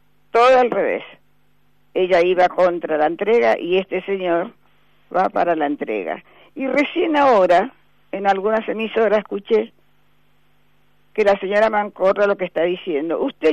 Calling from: Buenos Aires, Argentina; de Recoleta.

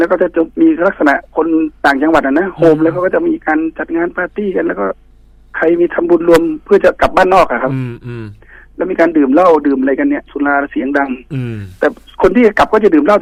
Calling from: Bangkok, Thailand; อยู่กรุงเทพนี่นะครับผม

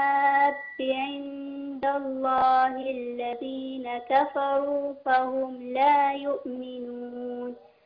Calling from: Egypt

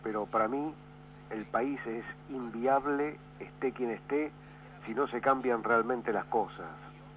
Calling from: Barracas, Buenos Aires Province, Argentina; de Barracas.

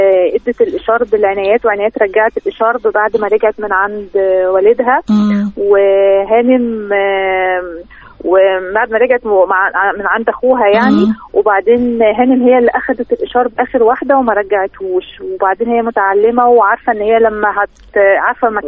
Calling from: Cairo, Cairo Governorate, Egypt; من القاهرة.

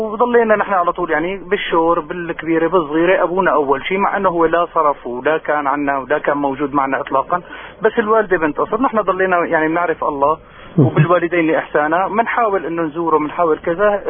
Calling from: Syria

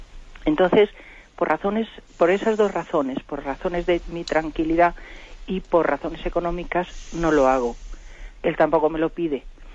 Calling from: Madrid, Community of Madrid, Spain; Buenos días … de Madrid.

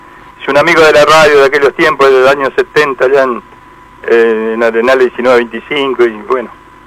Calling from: Fiorito, Buenos Aires Province, Argentina; de Fiorito.

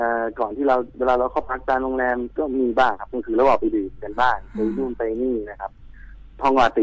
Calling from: Bangkok, Thailand; โทรมาจากกรุงเทพครับอยู่ถนนนวมินครับ

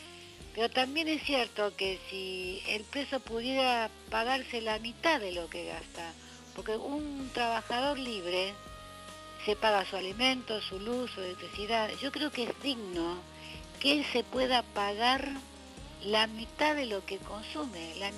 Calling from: Núñez, Buenos Aires, Argentina; de Núñez y quiero aclarar primero

